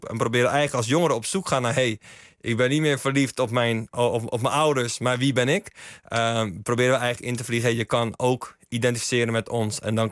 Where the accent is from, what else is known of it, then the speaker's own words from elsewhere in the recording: Schiedam, South Holland, Netherlands; ik kom uit Schiedam, regio Rotterdam. Maar inderdaad wel veel bewogen en opgegroeid in een aandachtswijk. Waar ook veel sociale tekortkomingen helaas waren.